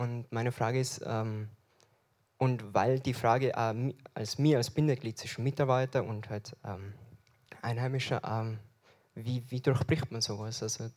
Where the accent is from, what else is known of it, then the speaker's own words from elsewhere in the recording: Alpbach, Tyrol, Austria; ich bin in Alpbach aufgewachsen